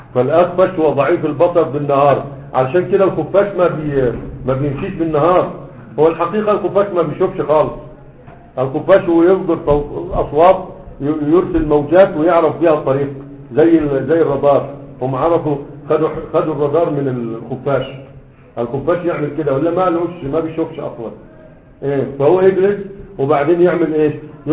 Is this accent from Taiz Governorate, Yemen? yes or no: no; Sanaa, Yemen; ها عندنا في صنعاء ما كانش ما كانش أصبع الأكبر